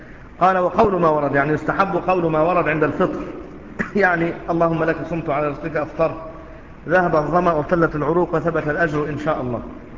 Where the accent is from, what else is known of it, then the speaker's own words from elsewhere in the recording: Egypt; شوف الرطب يباع عندنا في مصر أحيانا لكنه مش مشهور جدا